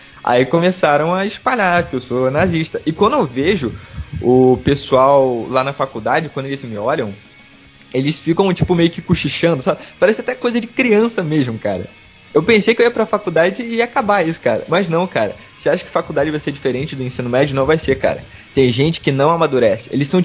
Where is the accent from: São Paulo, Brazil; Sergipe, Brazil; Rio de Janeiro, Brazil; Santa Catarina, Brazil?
Rio de Janeiro, Brazil; eu sou do litoral do Rio, né, cara. Aqui a gente pega sol direto. É. Eu moro de frente pra praia.